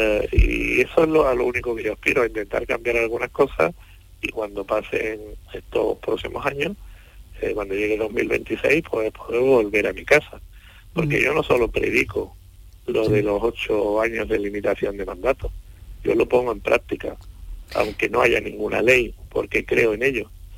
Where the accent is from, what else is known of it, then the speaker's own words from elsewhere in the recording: Sanlúcar de Barrameda, Andalusia, Spain; Aparte de que soy de San Lucas